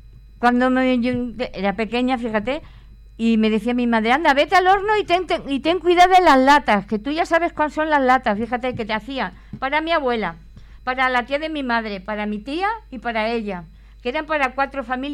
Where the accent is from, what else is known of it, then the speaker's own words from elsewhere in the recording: Úbeda, Andalusia, Spain; que en mi pueblo, en Úbeda, se le llaman de gitana.